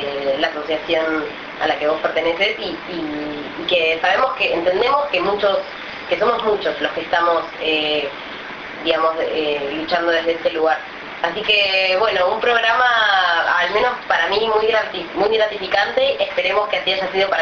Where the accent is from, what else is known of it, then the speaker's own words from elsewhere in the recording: Neuquén, Argentina; Yo soy de Neuquén